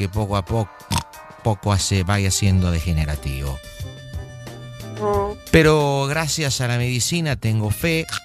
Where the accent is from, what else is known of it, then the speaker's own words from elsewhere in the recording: Buenos Aires, Argentina; now in Canada; Y bueno, yo nací en Buenos Aires, soy porteño.